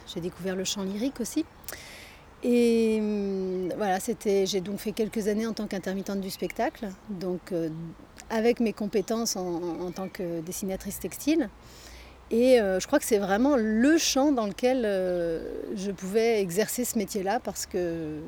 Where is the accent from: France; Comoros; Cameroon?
France; Rennes, Brittany; Non, à Rennes, puisque c'est là que j'ai grandi.